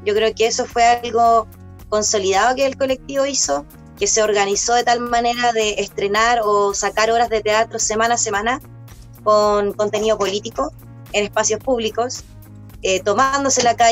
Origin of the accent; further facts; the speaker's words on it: Concepción, Biobío, Chile; now in Cañete, Chile; Yo soy de Concepción, venía haciendo trabajo artístico desde siempre